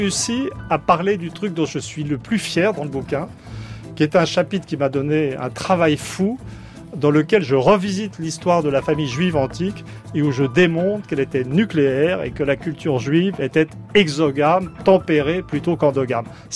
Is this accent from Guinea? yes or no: no; France; Alors, ce qui me rend un peu triste en tant que Français